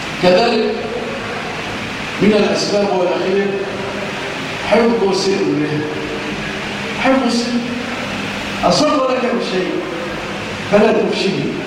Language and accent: Arabic; Egypt